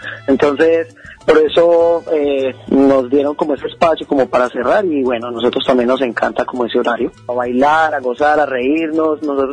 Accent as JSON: {"language": "Spanish", "town": "Medellín", "region": "Antioquia", "country": "Colombia", "said": "Soy de Colombia, de Medellín, Colombia."}